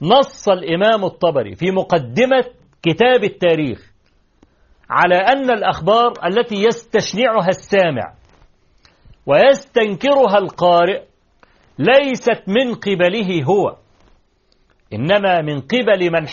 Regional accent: Egypt; طبعا احنا كمصريين عارفين

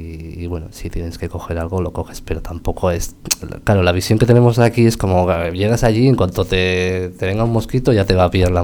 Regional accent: Basque Country, Spain; está constatado en los papeles que somos los primeros vascos en llegar a la catarata

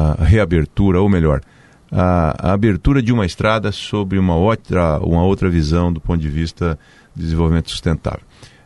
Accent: Londrina, Paraná, Brazil; also born or lived in São Paulo; now in Cascavel, Brazil; Saí de Londrina, fui estudar em São Paulo. Quando voltei para o Paraná, já voltei para Cascavel, aos 24 anos de idade, 25 anos.

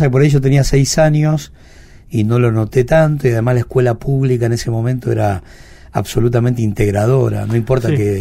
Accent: Buenos Aires, Argentina; born there; Nací en Boedo y después la vida nos fue llevando a...

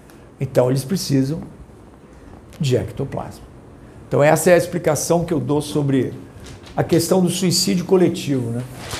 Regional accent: Rio de Janeiro, Brazil; fui coroinha lá da igreja Nossa Senhora no Leblon. Eu morei, nasci no Leblon, fui criado lá. E fiz primeira comunhão, fiz crisma, aquelas coisas todas, batismo

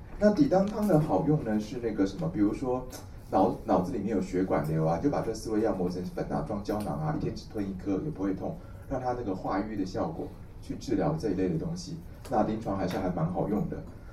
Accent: Taiwan; 我们台湾人叫麻黄的那个东西

